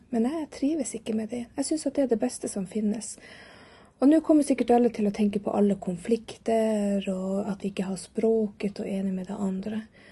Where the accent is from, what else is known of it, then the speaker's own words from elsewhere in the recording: Norway; now in Lycksele, Sweden; är född och uppvuxen i Norge, bor nu i Lycksele i Sverige, har bott här i 8 år.